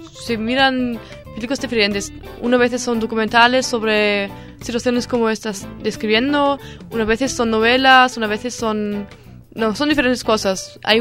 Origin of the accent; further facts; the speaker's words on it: Germany; Spanish is a second language; como alemana, tengo que también, para mí es tan importante